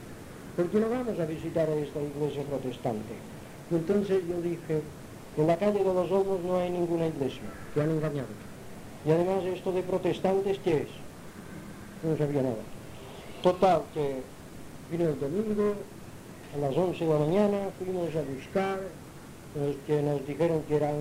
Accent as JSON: {"language": "Spanish", "town": "Palma", "region": "Balearic Islands", "country": "Spain", "tie": "born or raised there", "also_born_or_lived": "Inca"}